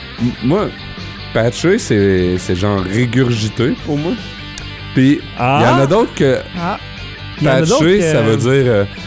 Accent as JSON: {"language": "French", "town": "Sorel", "region": "Quebec", "country": "Canada", "said": "Ben, je viens de Sorel, mais alentour de Sorel, il y a des beaux villages de campagne."}